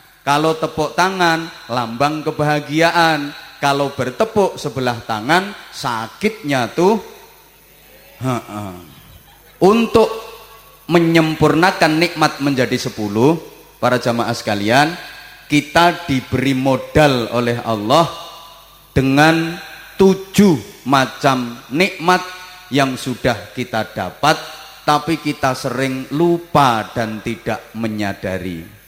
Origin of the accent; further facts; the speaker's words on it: Java, Indonesia; Bagi kita orang Jawa, kesempurnaan nikmat hidup itu harus lengkap, harus menjadi 10.